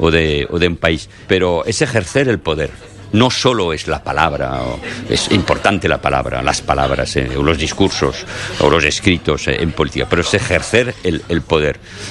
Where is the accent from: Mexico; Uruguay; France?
France; Y yo volví de Barcelona, de España, con eso, con este sentimiento, que ya lo conocía, por supuesto, de ser muy francés.